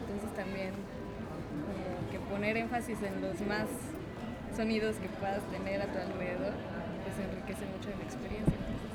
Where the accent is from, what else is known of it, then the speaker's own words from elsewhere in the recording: Iztapalapa, Mexico City, Mexico; yo que soy de Iztapalapa también es como un poco distante